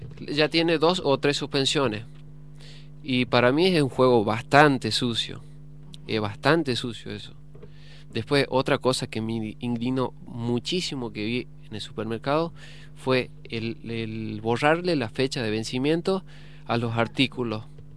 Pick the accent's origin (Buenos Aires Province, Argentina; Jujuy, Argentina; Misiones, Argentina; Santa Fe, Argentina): Jujuy, Argentina; now in Buenos Aires, Argentina; soy de Jujuy, llegaba hace poco tiempo que llegaba, porque aparte no conocía lo que es la ciudad de Buenos Aires, la capital federal